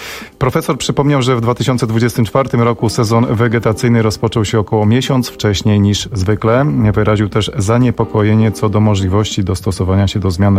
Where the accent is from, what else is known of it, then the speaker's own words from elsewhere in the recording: Warsaw, Masovian Voivodeship, Poland; Gdy jako dziecko wychowywałem się na warszawskim Brudnie